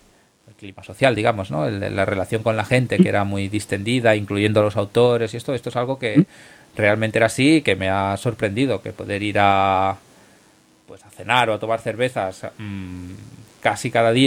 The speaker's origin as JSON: {"language": "Spanish", "town": "Moncada", "region": "Valencian Community", "country": "Spain", "tie": "born or raised there", "said": "se organizará en mi pueblo, en Moncada"}